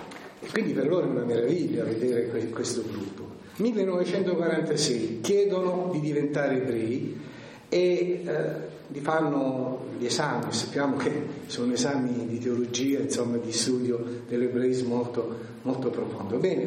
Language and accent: Italian; Apulia, Italy; avrete capito che sono pugliese, sono nato nel sud d'Italia